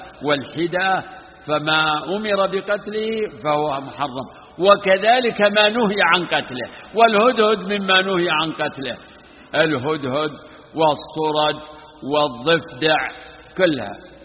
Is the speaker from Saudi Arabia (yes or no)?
yes; Najd, Saudi Arabia; فيه نوع من صيد البر اسمه عندنا في نجد اسمه الوضيحي